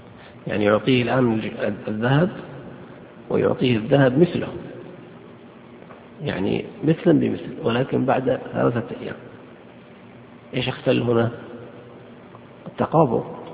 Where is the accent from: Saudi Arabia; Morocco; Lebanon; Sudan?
Saudi Arabia; عندنا في السعودية قرروا أن كل عملة تعتبر جنسا مستقلا